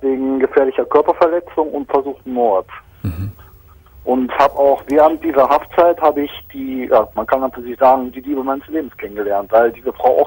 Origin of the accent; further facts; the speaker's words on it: Geldern, North Rhine-Westphalia, Germany; da in Geldern, wo ich herkomme